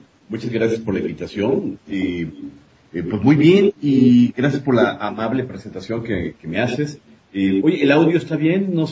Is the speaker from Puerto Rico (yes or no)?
no; Mexico; principalmente somos mexicanos. Mexicanos que vivimos en todas partes de la República Mexicana